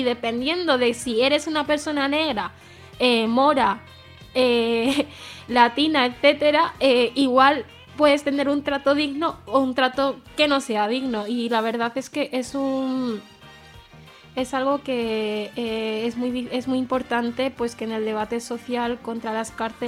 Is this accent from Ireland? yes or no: no; Spain; born there; gente como yo, que hemos nacido aquí, no somos españoles, para empezar